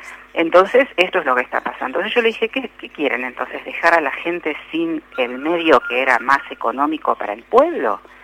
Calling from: Florida, Buenos Aires Province, Argentina; de Florida, partido de Vicente López.

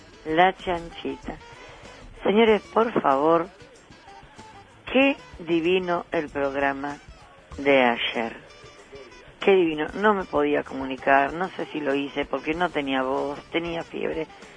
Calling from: Sarandí, Buenos Aires Province, Argentina

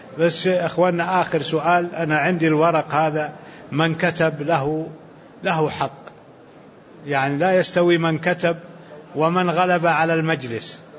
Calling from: Jordan; وعليكم السلام ورحمة الله وبركاته، أنا من الأردن

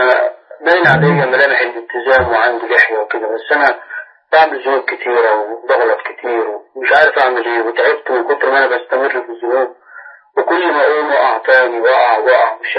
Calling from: Tanta, Gharbia, Egypt; انا احنا هنا من طنطا مثلا

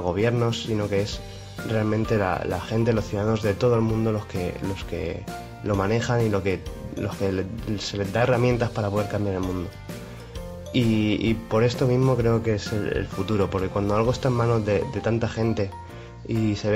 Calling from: Alicante, Valencian Community, Spain; de Alicante.

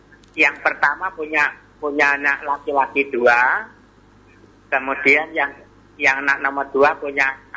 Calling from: Trenggalek, East Java, Indonesia; di Trenggalek

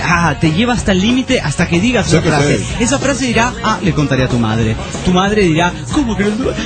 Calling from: Calchaquí, Santa Fe, Argentina; … desde Calchaquí, República Argentina.

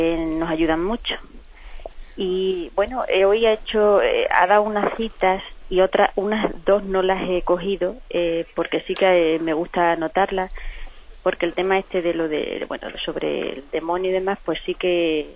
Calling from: Cáceres, Extremadura, Spain; de Cáceres.

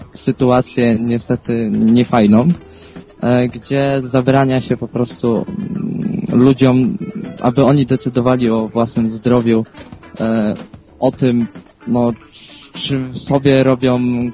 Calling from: Głogów, Lower Silesian Voivodeship, Poland; bo u mnie w Głogowie naprawdę jest dużo zwolenników marihuany

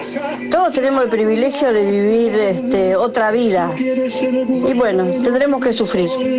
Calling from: Ituzaingó, Buenos Aires Province, Argentina; de Tusaingó.

